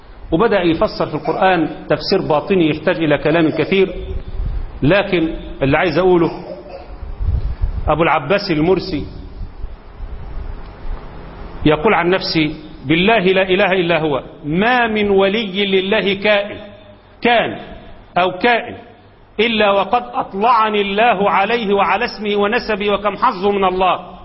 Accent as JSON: {"language": "Arabic", "country": "Egypt", "said": "سواء كان عندنا في مصر ولا في السعوديه ولا في اي دوله"}